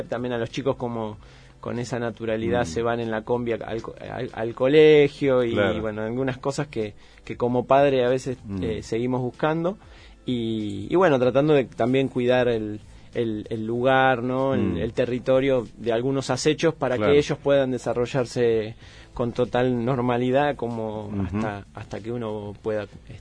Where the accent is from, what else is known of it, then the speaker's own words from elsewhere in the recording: La Plata, Buenos Aires Province, Argentina; born there; now in Andalgalá, Argentina; Yo nací en la ciudad de La Plata y me vengo para Andalgalá desde el 2003, 2004 ya me instalo.